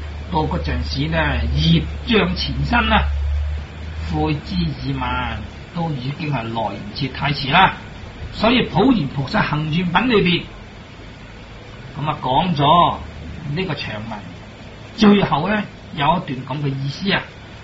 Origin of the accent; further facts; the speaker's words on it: Hong Kong; 咁佢有一个讲法，我哋香港人啊，所谓冇一样咧做唔到嘅